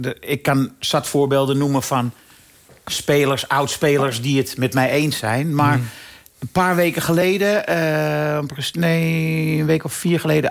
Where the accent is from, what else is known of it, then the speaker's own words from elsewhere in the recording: Amsterdam, North Holland, Netherlands; Omdat hij woont misschien een kilometer van het huis af waar ik ben opgegroeid.